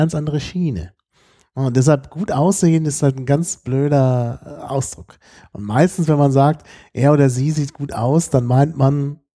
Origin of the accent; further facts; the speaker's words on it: Dortmund, North Rhine-Westphalia, Germany; born there; now in Berlin, Germany; Also geboren bin ich in Dortmund, aber eigentlich fühle ich mich seit Anfang 1998, so richtig als Berliner.